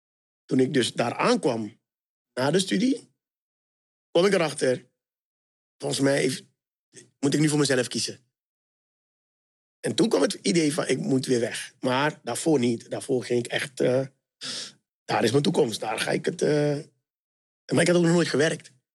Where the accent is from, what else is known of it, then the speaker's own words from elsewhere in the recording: Suriname; Want ik kom natuurlijk uit Suriname.